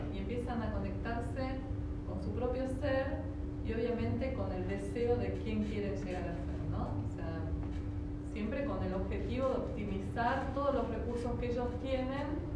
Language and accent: Spanish; Bariloche, Río Negro, Argentina; soy de Bariloche, así que desde muy chiquita que compito